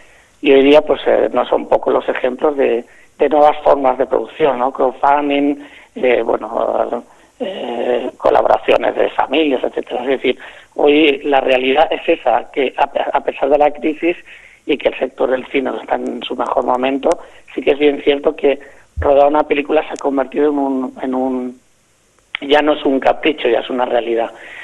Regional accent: Sitges, Catalonia, Spain; Yo soy de Sitges, yo soy nacido en Sitges, criado en Sitges.

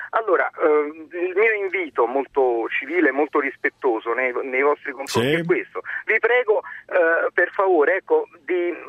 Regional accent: Naples, Campania, Italy; dato che io sono di Napoli

